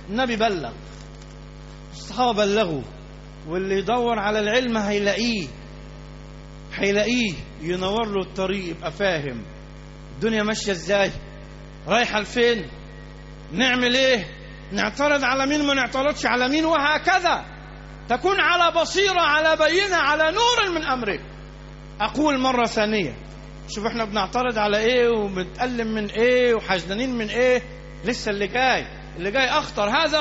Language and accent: Arabic; Alexandria, Alexandria Governorate, Egypt; احنا عندنا في اسكندريه مليانه كنائس